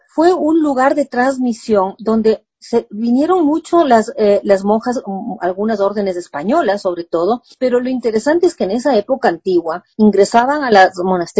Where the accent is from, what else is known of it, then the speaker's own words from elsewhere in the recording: Ecuador; quizás nosotros como ecuatorianos no nos hemos creído mucho sobre el valor de nuestra cocina